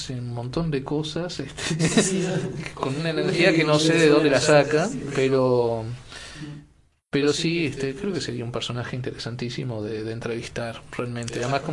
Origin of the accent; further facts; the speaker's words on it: Chuy, Rocha, Uruguay; also born or lived in Montevideo; Aunque mi condición de fronterizo, porque si bien nací en Montevideo, me crié en el Chuy, ¿no?